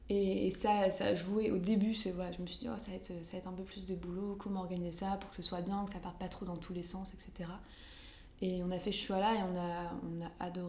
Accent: Lambersart, Hauts-de-France, France; juste dans ma ville où j'ai grandi en fait, à Lambersart.

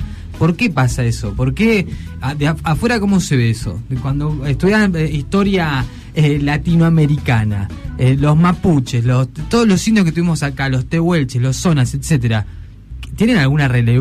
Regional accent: General Roca, Río Negro, Argentina; Yo inclusive soy de General Roca.

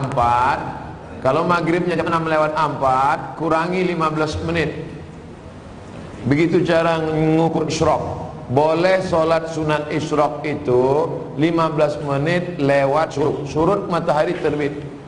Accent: Riau, Indonesia; Di kampung saya di Riau, ada kabupaten 10 miliar.

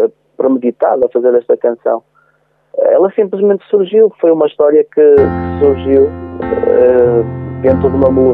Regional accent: Santa Maria da Feira, Aveiro, Portugal; Eu não sou do Porto, eu sou de Santa Maria da Feira.

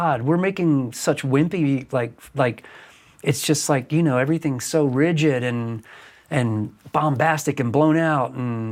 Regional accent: the South, United States; we were a melting pot growing up in the South in the 70s and 80s

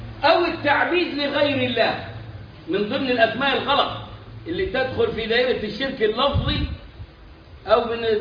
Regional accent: Egypt; في بلاد العرب عندنا احنا كمصريين نعرفها موجوده كثيرا

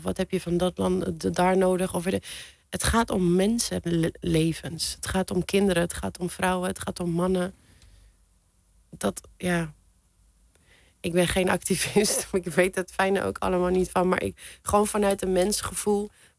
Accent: Iran; Ja, mijn droom is toch naar mijn land terug te gaan.

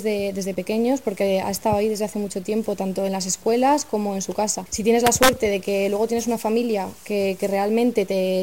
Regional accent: Zaragoza, Aragon, Spain; Lo que pasa es que yo soy de Zaragoza

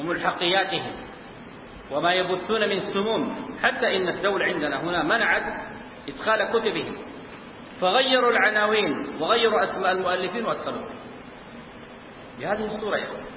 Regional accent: Sudan; متأخر عندنا في السودان

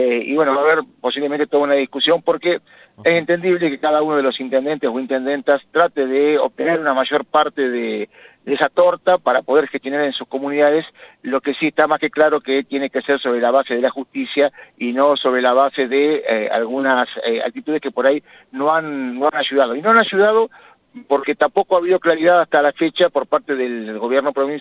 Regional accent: Argentina; somos así, somos argentinos.

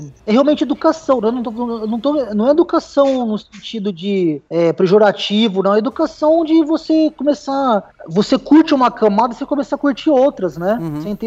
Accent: Ribeirão Preto, São Paulo, Brazil; eu sou de Ribeirão Preto

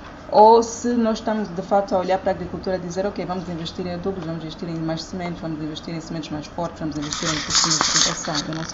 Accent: Cabinda, Angola; eu sou de Cabinda, então eu tenho mesmo gostado de campo

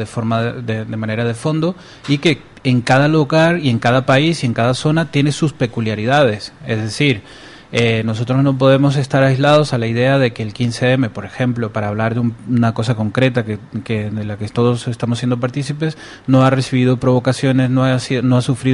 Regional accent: Venezuela; moved away; yo soy venezolano y vivo aquí y soy miembro

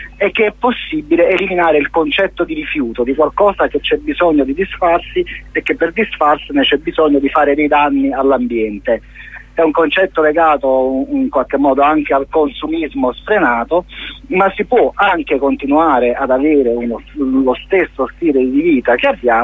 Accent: Naples, Campania, Italy; io che sono napoletano, sono tornato nella mia città

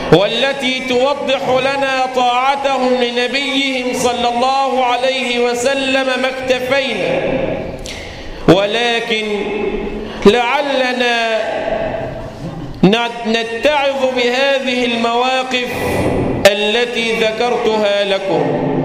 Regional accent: Egypt; اللهم احفظ مصر بلدنا من كل مكروه وسوء

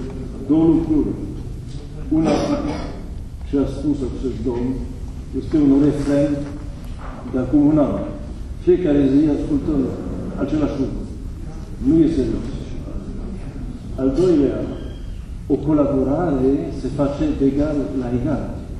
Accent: France; Romanian is a second language; Nu vorbesc de ce este în Franța, fiindcă eu sunt din Franța.

